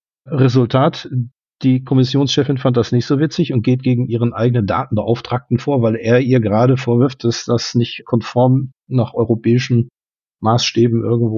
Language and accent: German; Germany; now in Luxembourg; ich komme aus Luxemburg. Der fehlende Luxemburger Akzent, das liegt höchstwahrscheinlich daran, dass ich erst seit 20 Jahren hier bin und eigentlich auch aus Deutschland komme.